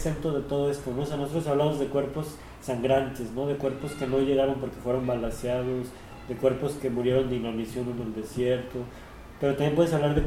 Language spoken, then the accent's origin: Spanish; Tijuana, Baja California, Mexico; born there; por qué nací en Tijuana y no en San Diego